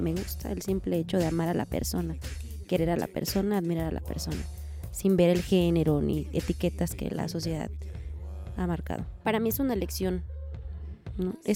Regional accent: Cuajinicuilapa, Guerrero, Mexico; Soy originaria de Cuajinicuilapa, Guerrero. Tengo 28 años. Me asumo como mujer bisexual afromexicana, feminista.

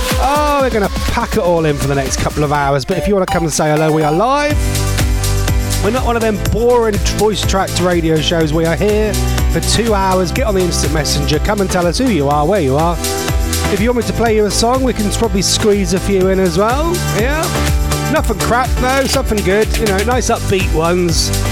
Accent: East of England, United Kingdom; I'm from Norfolk and I'm a bit weird.

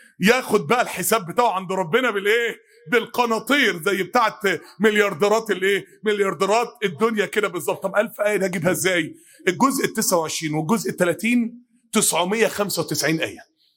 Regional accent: Mansoura, Dakahlia, Egypt; كان من قرية بينها وبين بلدنا المنصورة حوالي 10 كيلو

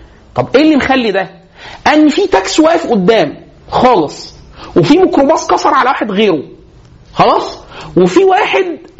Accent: Egypt; سلوكنا إحنا كسلوك كمصريين عموما

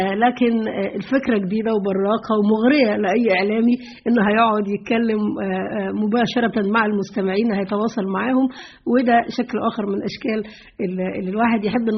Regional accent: Egypt; هو اللي بيميزنا كمصري

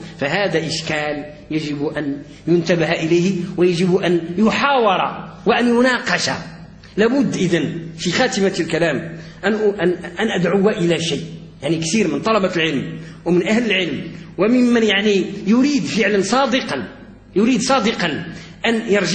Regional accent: Morocco; وقد كنا كمغاربه وكاندلسيين في عمقنا الحضاري اساتذه للمشرق

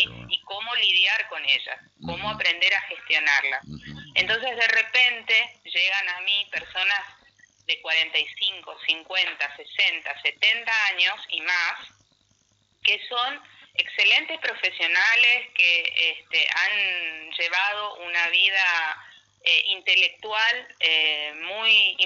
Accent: Resistencia, Chaco, Argentina; now in Buenos Aires, Argentina; Yo soy de Resistencia Chaco, vivo hace más de 20 años en Buenos Aires

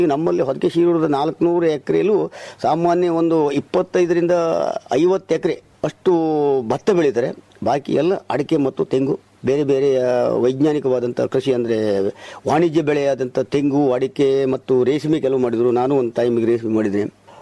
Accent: Urke, Karnataka, India; ನಾವು ಮೂಲತಃ ಕುಮಟ ತಾಲೂಕಿನ ಊರ್ಕೆ ಗ್ರಾಮದವರು.

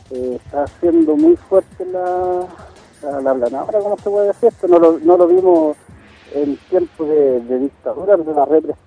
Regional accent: Puerto Rico; yo soy puertorriqueño, mi familia se viene de acá, mis vecinos

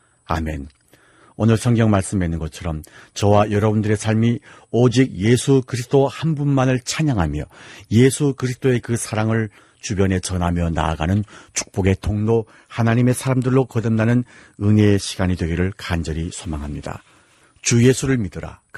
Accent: Hamhung, South Hamgyong, North Korea; 선교사였습니다

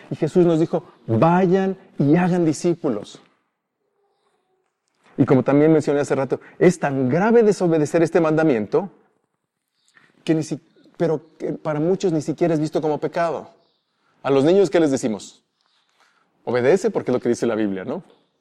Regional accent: Mexico; y más siendo mexicanos, y más siendo, yo creo que presbiterianos

